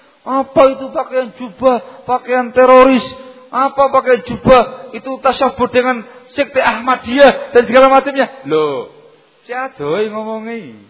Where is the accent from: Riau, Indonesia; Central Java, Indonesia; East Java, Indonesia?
East Java, Indonesia; Karena saya orang Jawa Timur